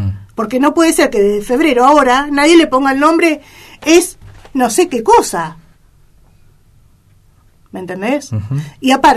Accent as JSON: {"language": "Spanish", "country": "Argentina", "said": "iba a ser esa medicación que fabrica la Argentina, a ver, no estoy en contra de lo que se fabrica en mi país."}